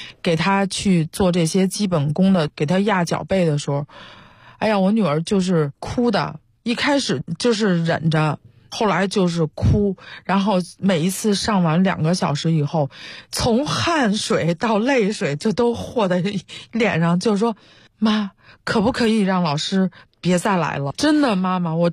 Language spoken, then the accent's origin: Chinese; China; 我们都是从国内长大受国内教育一直以来哈，